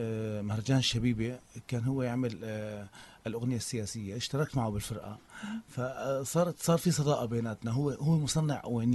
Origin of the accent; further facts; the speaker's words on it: Aleppo, Aleppo Governorate, Syria; نحن عندنا بحلب تلبيسات، حفلات شعبية، أعراس